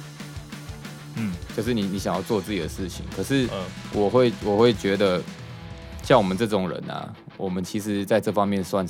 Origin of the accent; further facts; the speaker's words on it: Kaohsiung, Taiwan; 因为我对高雄其实蛮爱的，嗯，对，因为我会比较，因为他是我家乡嘛